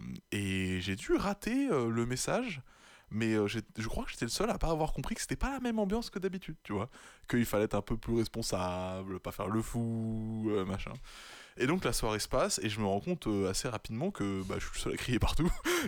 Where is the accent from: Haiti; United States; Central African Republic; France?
France; Niort, Nouvelle-Aquitaine; Pendant longtemps, moi je rentrais pas beaucoup sur Niort pendant l'année, parce qu'on est de Niort.